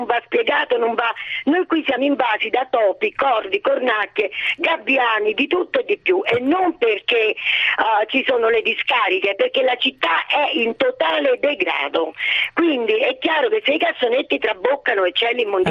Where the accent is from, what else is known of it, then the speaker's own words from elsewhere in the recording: Salerno, Campania, Italy; io sono salernitana, nacqui in città di mare